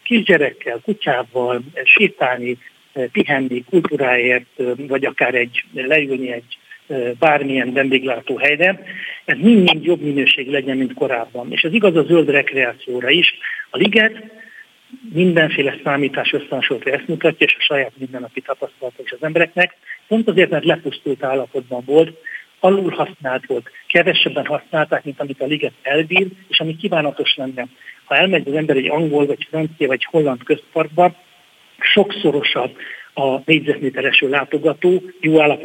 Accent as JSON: {"language": "Hungarian", "region": "Budapest", "country": "Hungary", "tie": "born or raised there", "said": "én itt nőttem fel a idevezető utcában, ide jártam az Istvánba, itt vagyok több mint 15 éve a tétműben, tehát meg az életem fizikailag is nagyon erősen kötődik a ligetet környékéhez"}